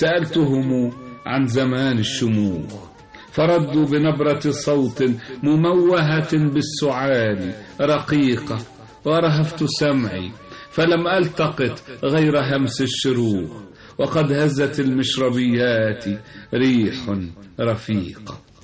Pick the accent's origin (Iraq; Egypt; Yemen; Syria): Egypt; Cairo, Cairo Governorate; also born or lived in United States; قصيدة عن حي الحلمية الذي تشرفت بأن كان مسقط رأسي وكان مرعى صباي